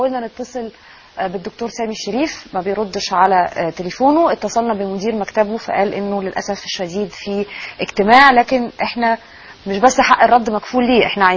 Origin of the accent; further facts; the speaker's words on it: Egypt; اعتقد النظام ده لازم يكون عندنا في مصر